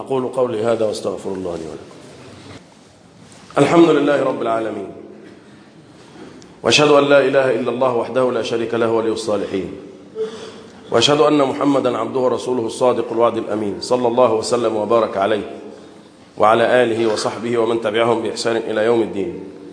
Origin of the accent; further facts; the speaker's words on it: Egypt; اللهم احفظ بلدنا مصر